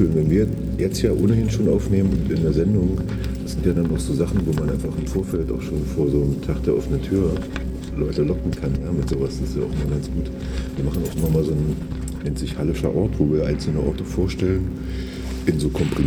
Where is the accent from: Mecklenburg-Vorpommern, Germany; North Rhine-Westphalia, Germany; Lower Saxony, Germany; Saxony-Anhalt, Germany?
Saxony-Anhalt, Germany; Halle-Neustadt; ich bin ja in Halle-Neustadt groß geworden